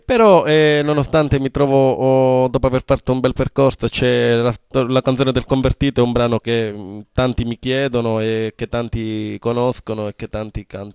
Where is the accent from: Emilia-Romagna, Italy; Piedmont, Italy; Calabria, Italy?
Calabria, Italy; La brutta realtà, diciamo, della nostra Calabria